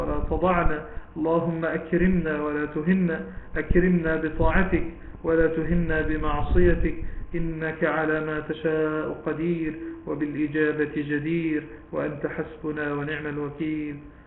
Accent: Egypt; طبعا ده مثل دارج عندنا بمصر

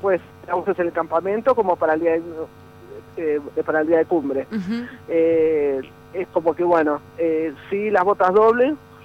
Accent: Buenos Aires, Argentina; yo soy de Flores, ajá. de Capital Federal, que tenía el supermercado al lado, el centro comercial a 5 cuadras.

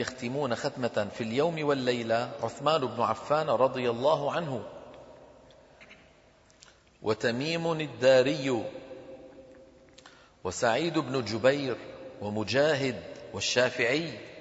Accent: Damascus, Damascus Governorate, Syria; أنا من دمشق وحلب تبعد عننا تقريبا 400 كيلومتر،

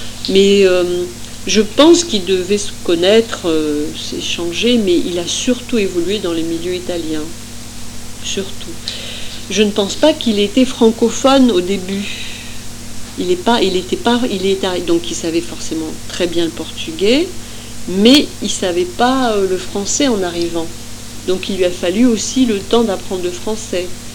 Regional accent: Esch-sur-Alzette, Luxembourg; born there; il passe à Esch-sur-Alzette. C'est ma ville natale.

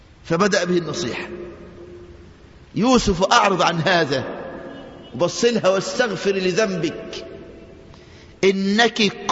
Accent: Egypt; وده طبيعة النسوان عندنا في مصر من زمان.

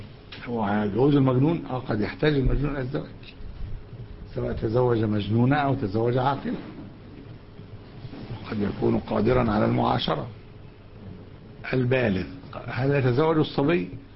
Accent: Alexandria, Alexandria Governorate, Egypt; حتى في بقايا عندنا في اسكندرية

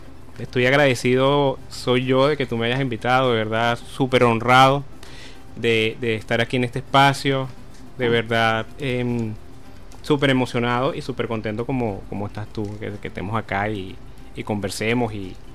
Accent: Caracas, Capital District, Venezuela; soy natural aquí de Caracas. Nací aquí en Caracas, el 4 de septiembre, en los Magallanes.

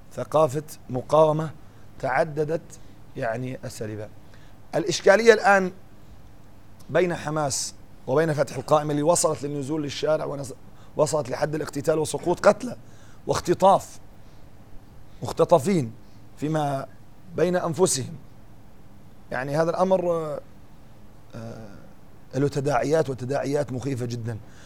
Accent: Syria; يعني قد يكون عندنا في سوريا لسه يعني ما عم نعرف من هم أعداؤنا

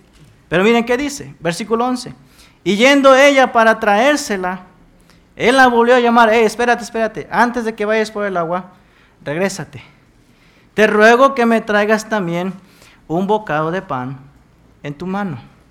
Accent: Veracruz, Mexico; En mi pueblo, hermanos, soy originario de Veracruz.

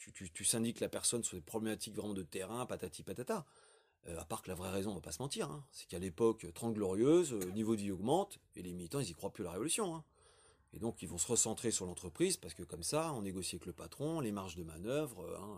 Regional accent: Grand Est, France; mais je viens de la Champagne

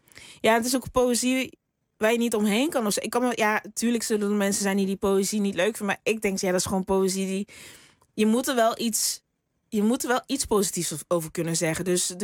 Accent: Limburg, Netherlands; Ja, ik kom uit Limburg of zo. En ik weet dat de taal is daar een stuk zachter ook.

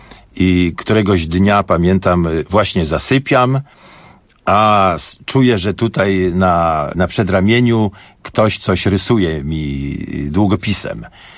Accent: Warsaw, Masovian Voivodeship, Poland; oczywiście jakby ktoś mnie spytał, skąd ja jestem, to ja jestem z Warszawy.

